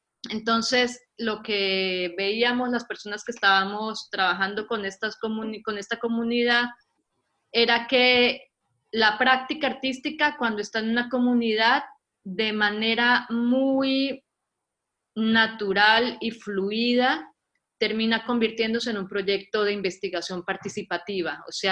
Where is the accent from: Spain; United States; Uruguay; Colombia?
Colombia; moved away as an adult; now in Argentina; yo soy colombiana, soy artista visual, llevo aquí ya varios años en Argentina, me trajo el invento y me quedé por el amor.